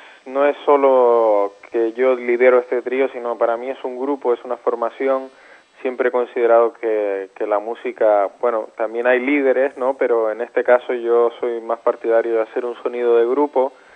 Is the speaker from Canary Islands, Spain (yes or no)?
yes; Canary Islands, Spain; moved away as an adult; now in Barcelona, Spain; yo me fui de Canarias hace aproximadamente casi 11 años, ahora en septiembre, y entonces vine a Barcelona